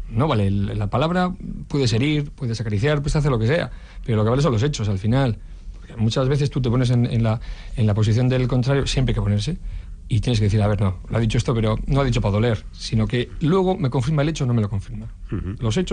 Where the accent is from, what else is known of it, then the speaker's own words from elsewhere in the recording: Erandio, Basque Country, Spain; Yo soy de Erandio y voy pues igual dos veces